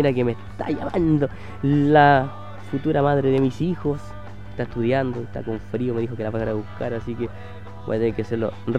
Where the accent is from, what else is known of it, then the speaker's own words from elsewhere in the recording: Chile; y lamentablemente nosotros como chilenos, así parece que la idiosincrasia al chileno es ser extremista.